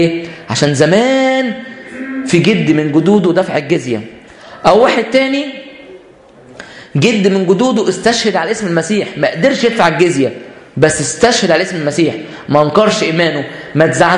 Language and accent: Arabic; Egypt; يبقى احنا بنفتخر بان احنا مصريين